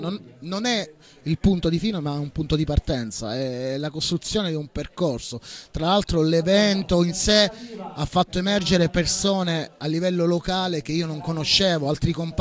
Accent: Calabria, Italy; Io personalmente vengo dalla Calabria, vivo giù in Calabria

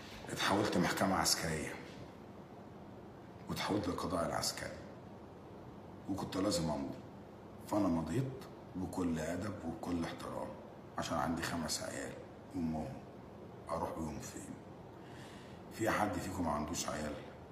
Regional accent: Egypt; انا بقى مصري واعرف ادافع عن عيالي كويس ازاي

